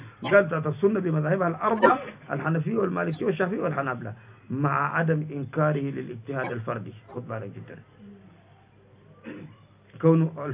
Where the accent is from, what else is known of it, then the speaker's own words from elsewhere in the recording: Sudan; عشان كده كل يوم هسه عندنا في السودان